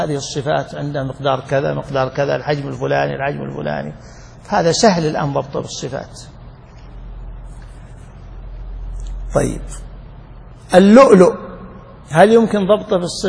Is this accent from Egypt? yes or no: no; Najd, Saudi Arabia; كانوا يسمونه عندنا في نجد